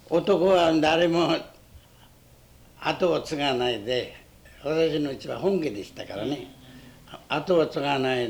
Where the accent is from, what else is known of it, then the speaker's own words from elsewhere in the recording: Utsunomiya, Tochigi, Japan; 日本ですか、私は栃木県宇都宮の在になりますよね